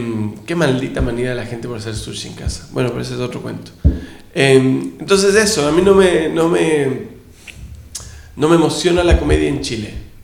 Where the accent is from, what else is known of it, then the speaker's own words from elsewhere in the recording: Ecuador; Yo me crié en Ecuador.